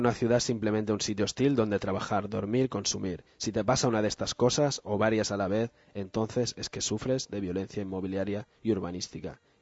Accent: Barcelona, Catalonia, Spain; todos los que al menos somos de Barcelona y ves cómo va cambiando a veces durante los años tu barrio

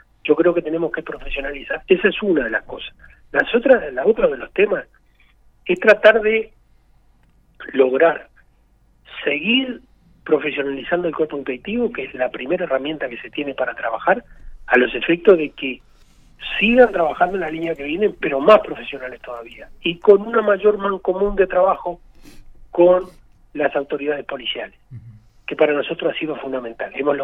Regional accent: Maldonado, Uruguay; Yo soy de Maldonado y voy a seguir trabajando para Maldonado.

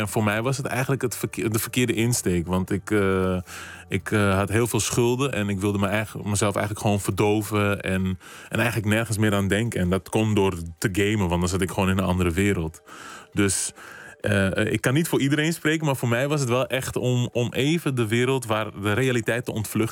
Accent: Amsterdam, North Holland, Netherlands; born there; Dus ik ben hier geboren, gewoon Amsterdam, Nederland. Ik voel me ook gewoon Nederlander, maar ik voel me ook echt Kaapverdiaan.

